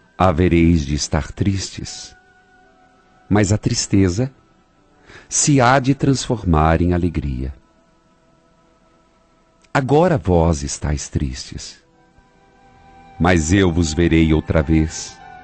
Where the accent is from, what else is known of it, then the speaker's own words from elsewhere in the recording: Paraíso do Norte, Paraná, Brazil; lá na minha cidade, Paraíso do Norte.